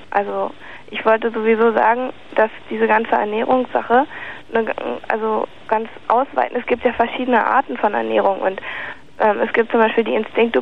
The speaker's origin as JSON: {"language": "German", "region": "West Germany", "country": "Germany", "said": "Nee, ich bin aus dem Westen, ja."}